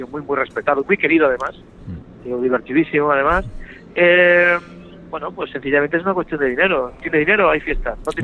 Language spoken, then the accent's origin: Spanish; Málaga, Andalusia, Spain; Porque yo soy malagueño, soy andaluz